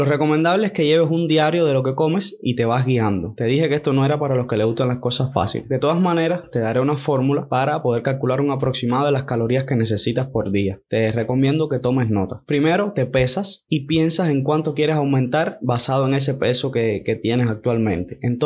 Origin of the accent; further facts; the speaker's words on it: Cuba; en mi caso, que soy de Cuba, pues no cuesta nada, hasta donde tengo entendido